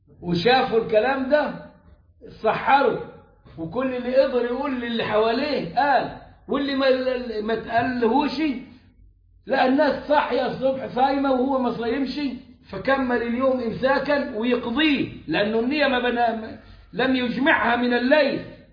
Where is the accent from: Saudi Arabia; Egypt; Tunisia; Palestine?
Egypt; وده غير إنه عندنا المرصد الخاص بينا كمصريين